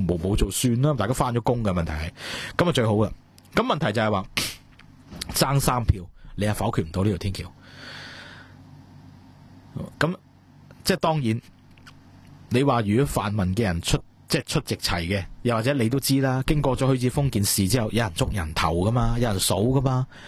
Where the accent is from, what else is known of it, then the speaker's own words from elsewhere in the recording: Hong Kong; 喂，作为一个香港人，作为一个香港嘅地方有国际视野㗎嘛